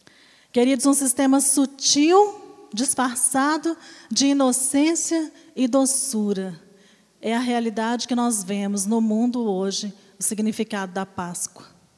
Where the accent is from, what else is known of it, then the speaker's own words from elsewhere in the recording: Brazil; Porque nós, principalmente, como brasileiros, nós sempre damos um jeitinho para justificar algo.